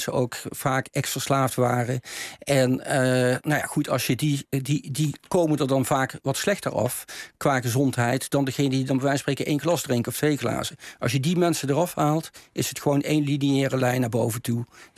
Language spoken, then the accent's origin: Dutch; Maastricht, Limburg, Netherlands; Ik kom zelf van Maastricht af, dus echt een Bourgondier.